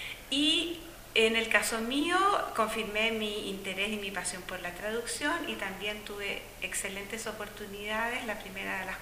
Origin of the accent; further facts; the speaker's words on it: Chile; moved away as an adult; vengo de Chile, soy chilena.